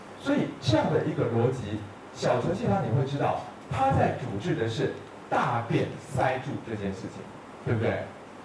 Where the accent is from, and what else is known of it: Taiwan